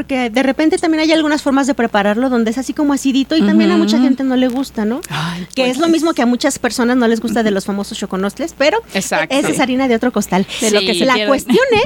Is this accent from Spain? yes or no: no; Mexico; somos más mexicanos que el nopal.